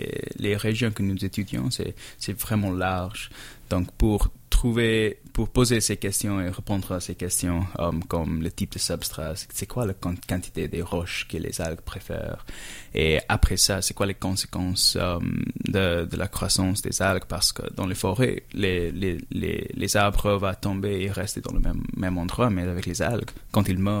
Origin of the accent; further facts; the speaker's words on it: India; now in Canada; C'est vrai, parce que moi, je viens de l'Inde.